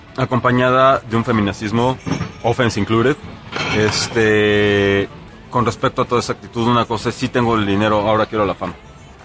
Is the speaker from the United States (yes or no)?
yes; United States; now in Mexico; cuando éramos niños en Estados Unidos había un dulce